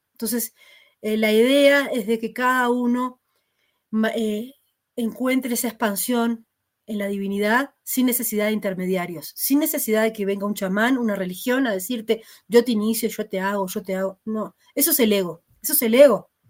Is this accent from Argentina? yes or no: no; Uruguay; Tal vez en Uruguay, en mi país, no